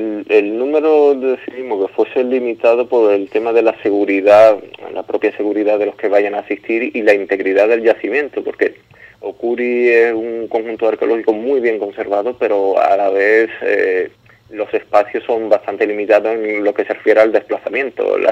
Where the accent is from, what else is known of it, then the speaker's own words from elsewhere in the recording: El Puerto de Santa María, Andalusia, Spain; aquí en el puerto Santa María, de donde soy